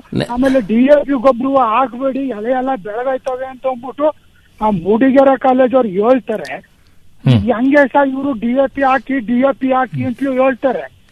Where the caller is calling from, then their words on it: Dudda, Karnataka, India; sir ದುದ್ದಾ sir